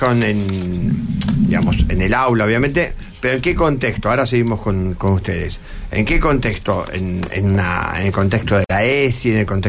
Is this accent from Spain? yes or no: no; Buenos Aires, Argentina; Pues yo soy de Flores, por eso estoy ubicado.